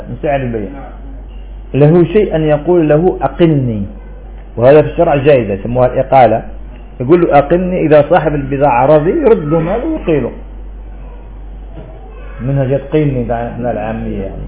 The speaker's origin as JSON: {"language": "Arabic", "country": "Algeria", "said": "وإحنا عندنا في الجزائر هنا"}